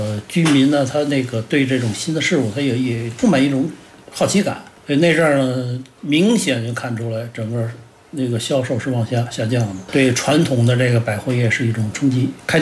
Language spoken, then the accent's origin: Chinese; Beijing, China; born or raised there